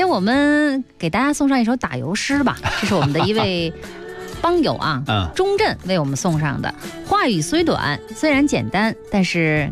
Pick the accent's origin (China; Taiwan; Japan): China; Beijing; 我是北京人，